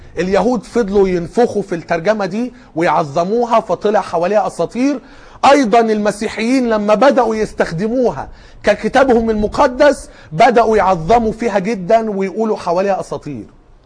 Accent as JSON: {"language": "Arabic", "country": "Egypt", "said": "اللي كان موجود في اسكندرية عندنا في مصر وقتها"}